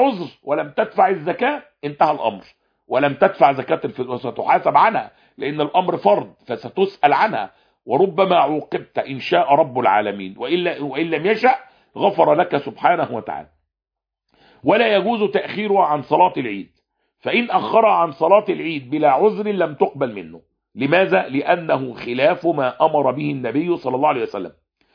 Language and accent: Arabic; Egypt; ويا عم ما فيش حد عندنا في مصر بياكل اقط